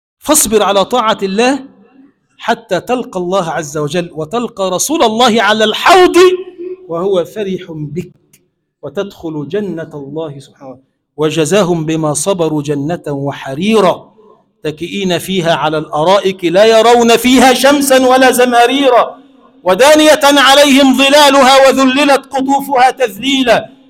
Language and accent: Arabic; Egypt; اللهم اجعل بلدنا مصر بلدا آمنا مطمئنا سخاء رخاء